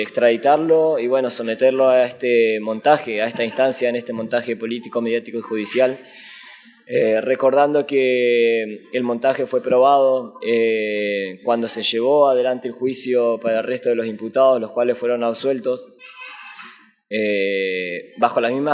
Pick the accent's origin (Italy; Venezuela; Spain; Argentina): Argentina; vengo del territorio del Puel Mapu, lo que hoy se conoce como Argentina.